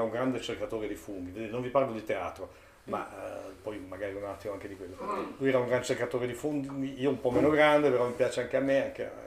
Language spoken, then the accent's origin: Italian; Trentino-Alto Adige, Italy; now in Bolzano, Italy; Poi per me, Trentino emigrato a Bolzano, rappresentava anche il legame con la mia terra d'origine e soprattutto con il dialetto.